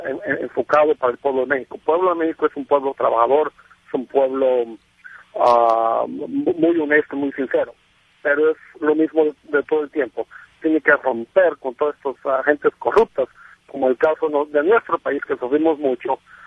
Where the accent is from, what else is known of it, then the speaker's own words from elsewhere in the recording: El Salvador; Yo soy de Salvador. Viví en carne propia en nuestro país acerca de la revolución